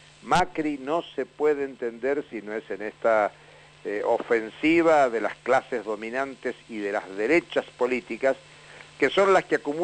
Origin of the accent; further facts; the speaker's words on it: San Juan, Argentina; yo soy nacido en San Juan, mi niñez es en San Juan.